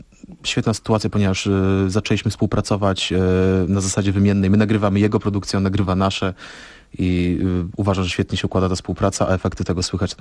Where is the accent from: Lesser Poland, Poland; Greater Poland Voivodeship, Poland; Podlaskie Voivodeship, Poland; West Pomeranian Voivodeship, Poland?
Podlaskie Voivodeship, Poland; Suwałki; jestem oryginalnie, pochodzę z Suwałk.